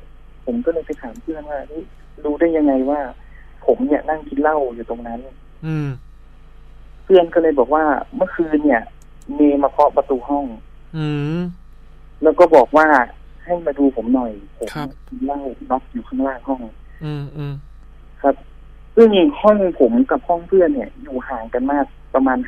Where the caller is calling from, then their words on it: Bangkok, Thailand; ที่เดิมครับแถวพระราม3เหมือนเดิมคร